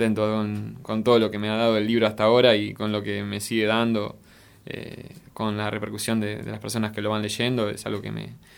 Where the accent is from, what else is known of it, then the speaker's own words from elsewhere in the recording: Buenos Aires, Argentina; soy oriundo de Villa Lugano, acá cerquita, pero estoy por Alberdi y Puan más o menos